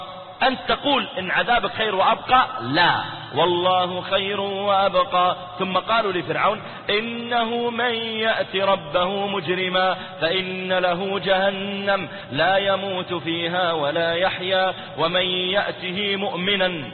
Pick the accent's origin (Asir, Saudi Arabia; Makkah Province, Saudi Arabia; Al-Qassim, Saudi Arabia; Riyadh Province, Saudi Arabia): Riyadh Province, Saudi Arabia; Riyadh; أذكر واحد من الشباب عندنا في الرياض